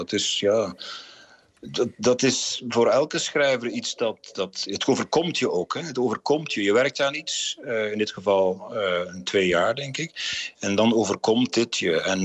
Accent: West Flanders, Belgium; moved away as an adult; now in Netherlands; Ik ben West-Vlaming van nature. Wij zijn dus redelijk uitbundig daar. Maar ik woon nu al 20 jaar in Zeeuws-Vlaanderen. En ik heb misschien een beetje van de Zeese nuchterheid overgenomen.

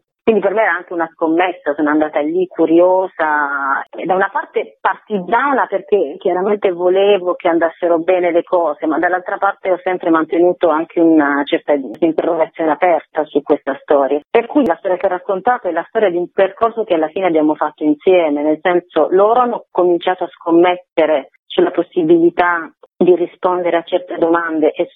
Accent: Bari, Apulia, Italy; io, che sono originaria della Puglia, però di Bari

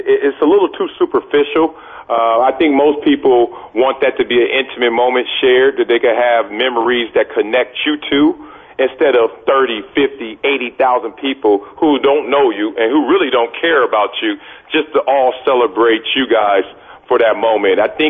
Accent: Compton, California, United States; Not going against Jonathan Ogden, not playing in the NFL, not growing up in Compton.

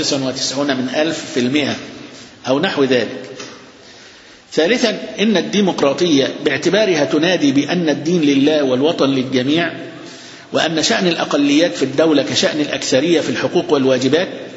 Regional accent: Alexandria, Alexandria Governorate, Egypt; قد كل المساجد بتاعتنا اللي عندنا في اسكندرية

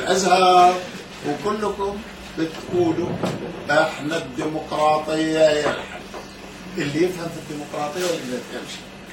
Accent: Egypt; منظورنا كلنا، أنا منظوري أنا أيضا، أنا مصري

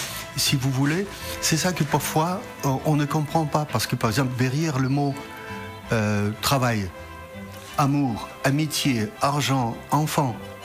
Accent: Paris, Île-de-France, France; moi je viens de Paris

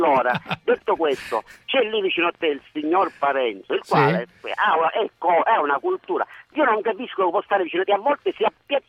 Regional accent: Catania, Sicily, Italy; Ora, siccome sono catanese, ti parlo un po' catanese.

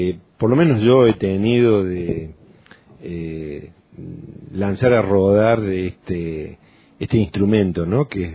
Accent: Córdoba, Argentina; soy lugareño, ¿no? Soy una persona nacida, criada durante gran parte de mi niñez y mi adolescencia en Tras la Sierra

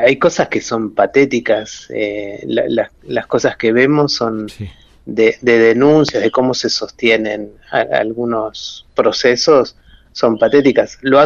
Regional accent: Buenos Aires, Argentina; born there; yo soy de la clase media porteña, yo nací en Buenos Aires, en el barrio de Caballito

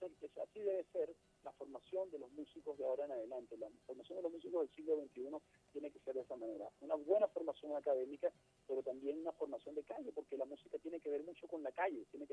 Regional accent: Mérida, Venezuela; pasamos por Mérida, por mi ciudad natal.

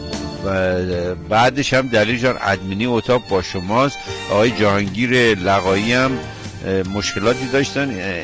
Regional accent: Iran; ما به عنوان یه ایرانی، یک شهروند ایرانی

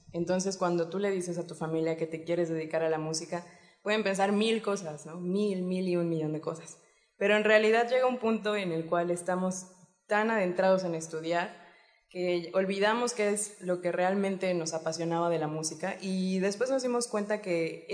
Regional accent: Puebla, Mexico; soy la cantante y soy de Puebla, por lo cual le mando un saludo a mis papás

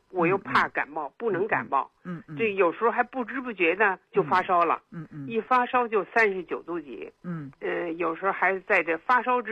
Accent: Beijing, China; 我是北京人

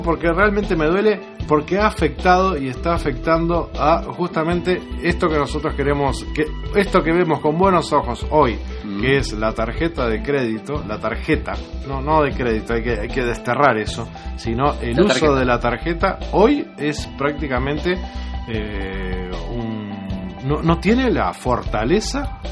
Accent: Uruguay; nosotros como uruguayos no lo podemos, no podemos ser ese reflejo en el extranjero

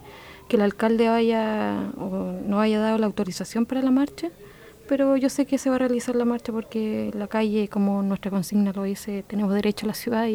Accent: Chile; que efectivamente somos todos chilenos

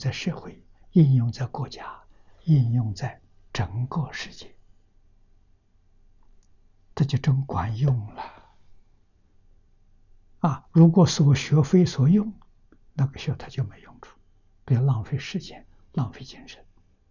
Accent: China; 我们中国人所讲的混沌初开

